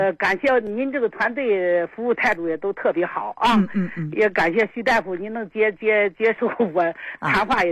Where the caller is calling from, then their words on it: Beijing, China; 我是北京的。